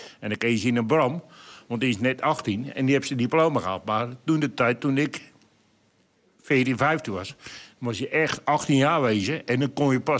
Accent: Hoogmade, South Holland, Netherlands; ik kom uit Hoogmade, waar de heren vandaan komen. En ik draai op de Hoogmadense molen.

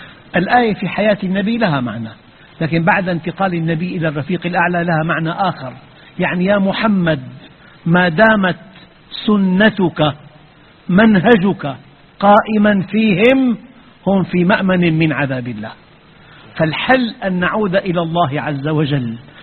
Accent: Syria; عندنا في الشام

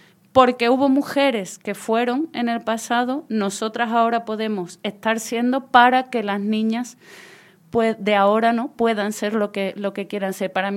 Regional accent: Ayamonte, Andalusia, Spain; yo soy de la Isla Canela, de la aldea de Punta del Mora, en la Isla Canela, en Ayamonte, en la frontera con Portugal.

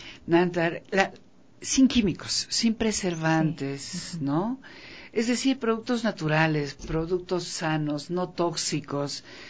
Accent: Ecuador; si nosotros como ecuatorianos no lo apoyamos

